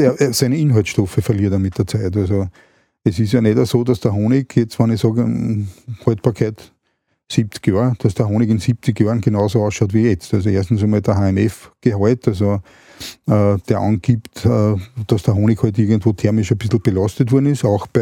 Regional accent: Austria; Und da sind wir Österreicher immer ganz vorne.

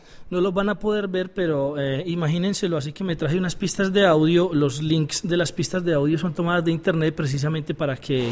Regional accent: Colombia; Y yo decía, pues hombre, yo soy colombiano.

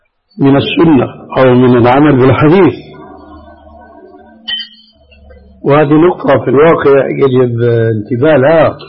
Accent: Syria; أما جماهير الناس كما يقولون عندنا في سوريا هاتي لك وامشي

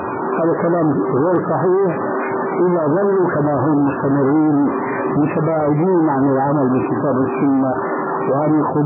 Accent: Syria; وقد وجد الشيخ عندنا في سوريا ألف رسالة

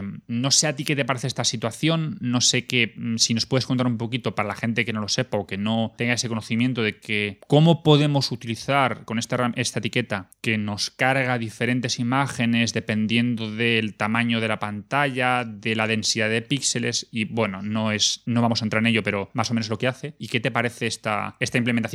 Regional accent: Madrid, Community of Madrid, Spain; yo que soy de Madrid

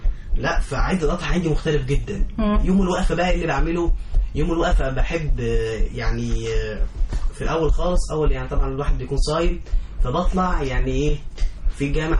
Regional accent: Asyut, Asyut Governorate, Egypt; انا من اسيوط

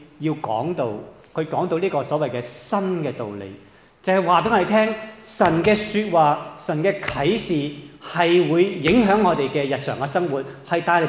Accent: Hong Kong, China; 对于我们中国人来说，即是鬼都是一个即是鬼怪都是我们一个不是很陌生的一个的课题来的

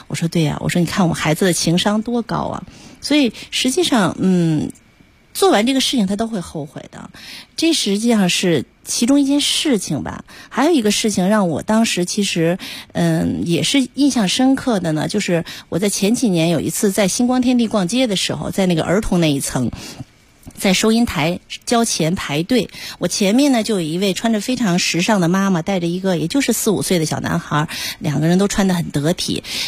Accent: Beijing, China; 用我们北京人的话说，还是我太教条

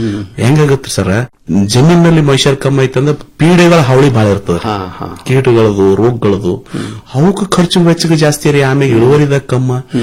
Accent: Mashala, Karnataka, India; ನಾನು ಹುಟ್ಟೂರು ಮಾಶಾಳ, ತಾಲೂಕ ಅಫಜಲ್ಪುರ, ಇದೇ ಕಲಬುರಗಿ ಜಿಲ್ಲೆ.

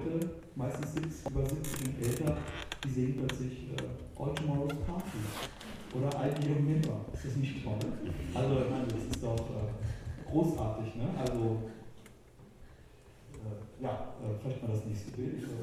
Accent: Wolfsburg, Lower Saxony, Germany; now in Berlin, Germany; ich bin ja aus Wolfsburg nach West-Berlin gezogen

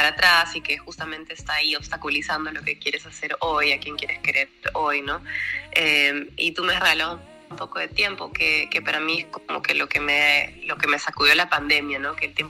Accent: Peru; acá en el centro de mi país, en Huancayo, que se llama Perú Central

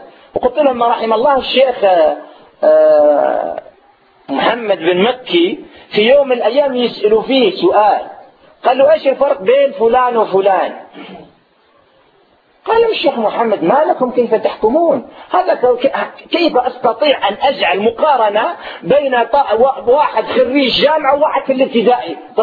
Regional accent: Algeria; عندنا في الجزائر

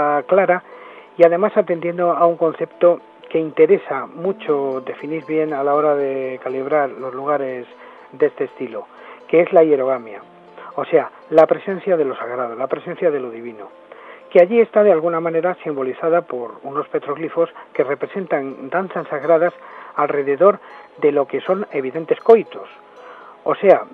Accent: El Escorial, Community of Madrid, Spain; soy del Escorial y por lo tanto he vivido la experiencia del monasterio del Escorial durante muchísimos años

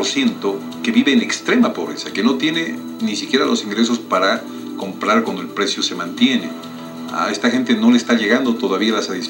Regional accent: Bolivia; un 24% de los 10.3 millones que somos ahora los bolivianos

